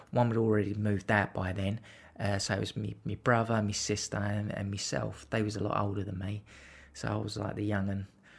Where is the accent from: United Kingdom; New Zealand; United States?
United Kingdom; London; I grew up on the Aylesbury estate. We moved in here in 76 and we moved out in 2003.